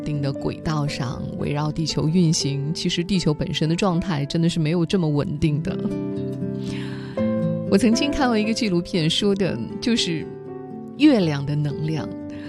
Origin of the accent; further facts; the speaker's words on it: China; 这个属于我们中国人团圆的节日